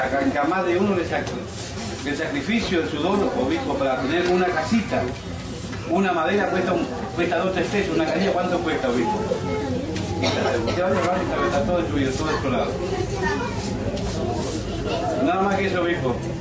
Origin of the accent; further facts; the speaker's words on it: Corrientes, Argentina; yo soy correntino